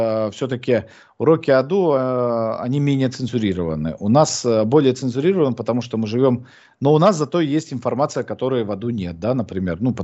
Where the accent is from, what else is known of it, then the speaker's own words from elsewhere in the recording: Krasnoyarsk Krai, Russia; Я же из Красноярского края.